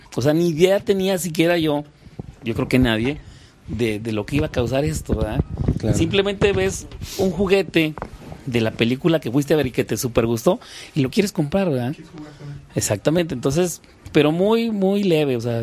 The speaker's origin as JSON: {"language": "Spanish", "region": "Durango", "country": "Mexico", "tie": "born or raised there", "lives_now": "Mexico City, Mexico", "said": "Y vuelves otra vez a eso, güey, a revivirlo, lo que ya había visto allá en mi tierra, y empiezas a compartirlo con tus amigos, güey. Estando Durango más cerca de la frontera que la capital"}